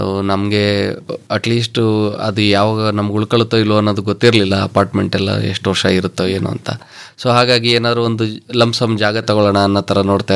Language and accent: Kannada; Krishnarajanagara, Karnataka, India; also born or lived in Holenarasipura; ಮೂಲತಃ ನಮ್ಮದು ಹೊಳೆ ನರಸೀಪುರ, ತಂದೆ ವಿಲೇಜ್ ಅಕೌಂಟೆಂಟ್ ಆಗಿದ್ದರು, ತಾಯಿ ಗೃಹಿಣಿ. ನಾವು ಸೆಟ್ಲ್ ಆಗಿದ್ದೆಲ್ಲ ಕೆಆರ್ ನಗರದಲ್ಲಿ, ತಂದೆಗೆ ಕೆಲಸ ಕೆಆರ್ ನಗರ ಸುತ್ತಮುತ್ತ ಇತ್ತು.